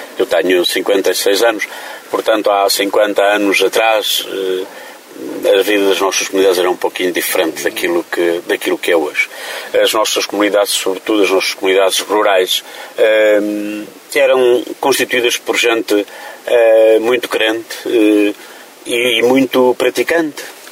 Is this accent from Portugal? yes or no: yes; Paúl, Centro, Portugal; Eu sou do Paúl, no concelho da Covilhã